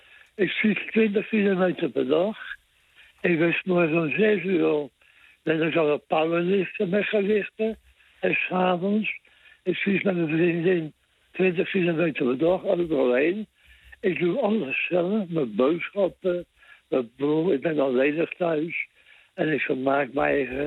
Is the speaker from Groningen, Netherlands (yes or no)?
no; Rotterdam, South Holland, Netherlands; Ik ben echt een Rotterdammer.